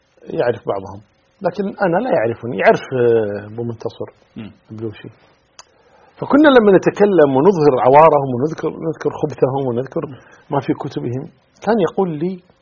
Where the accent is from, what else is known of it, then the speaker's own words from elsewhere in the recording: Kuwait; يعني عندنا في الكويت مثلا